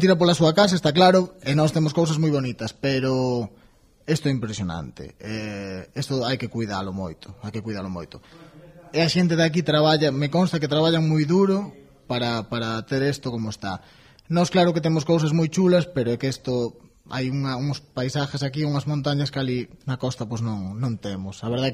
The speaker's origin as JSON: {"language": "Galician", "region": "Galicia", "country": "Spain", "said": "resulta que nós somos todos de Ferrolterra"}